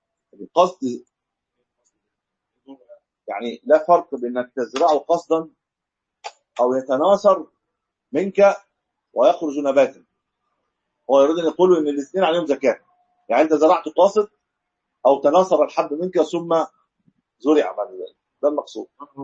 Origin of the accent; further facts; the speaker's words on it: Egypt; يعني انا ما اعلم له اسم عندنا في مصر